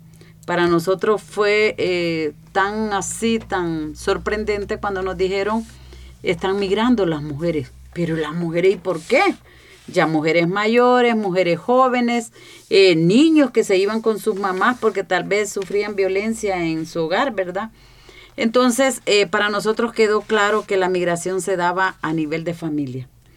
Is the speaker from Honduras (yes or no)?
yes; Honduras; yo vengo de Honduras